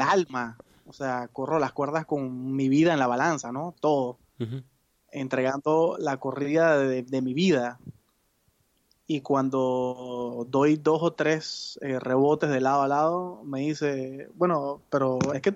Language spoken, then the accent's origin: Spanish; Panama; En mi país, en Panamá